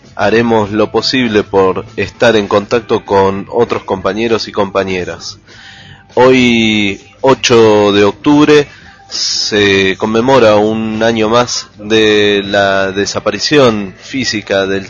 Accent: Argentina; nos atraviesa a nosotros también como argentinos latinoamericanos

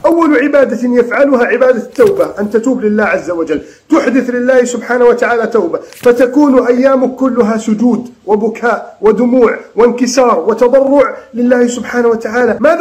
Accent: Egypt; اللهم احفظ بلدنا مصر من كيد الكائدين

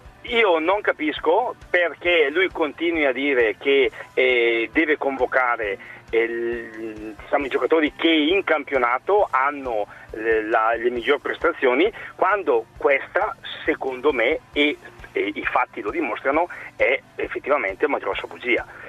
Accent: Lombardy, Italy; io sono bresciano

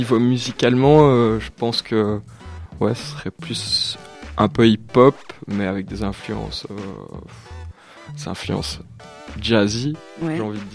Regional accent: Namur, Wallonia, Belgium; Ouais, c'est ça, je suis de Namur et tous les gens sont Namur, viennent de Namur.

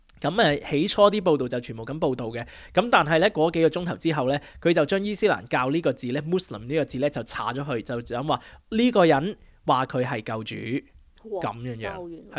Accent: China; now in Australia; 我哋中国人咧都冇乜所谓

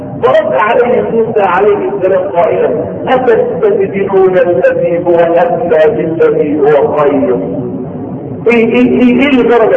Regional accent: Egypt; مشتقة اصلا من كلمة قرآنية قديمة بنخطر احنا فيها كمصريين

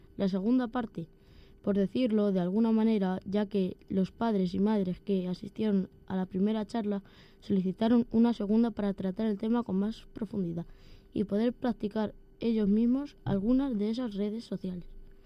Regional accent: Alcubillas, Castilla-La Mancha, Spain; soy de Alcubillas

